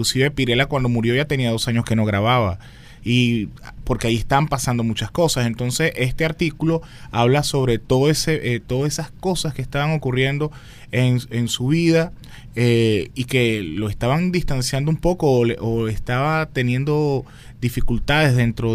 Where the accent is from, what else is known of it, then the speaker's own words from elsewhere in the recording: La Guaira, Venezuela; la gente de La Guaira, de donde yo soy